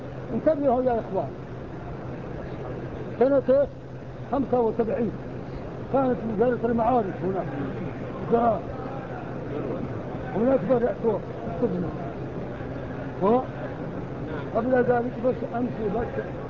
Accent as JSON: {"language": "Arabic", "country": "Morocco", "said": "القراءة بالدام عندنا في المغرب في الصحراء"}